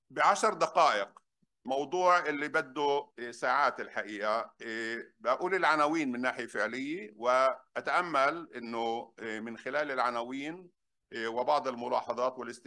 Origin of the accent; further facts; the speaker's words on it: Palestine; شعبنا الفلسطيني خاصة في غزة طبعا اللي هو يدفع الثمن الأكبر. في عندنا بالضفة وأماكن أخرى بيدفعوا ثمن